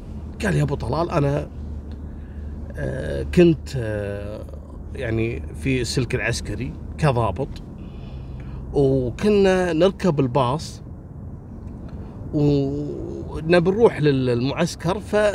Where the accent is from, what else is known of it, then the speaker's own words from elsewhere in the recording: Jordan; كانت موجودة عندنا في الأردن